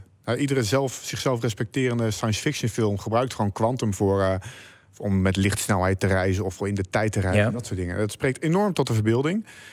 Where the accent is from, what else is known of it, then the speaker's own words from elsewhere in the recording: Delft, South Holland, Netherlands; Ik ben zelf Delftenaar.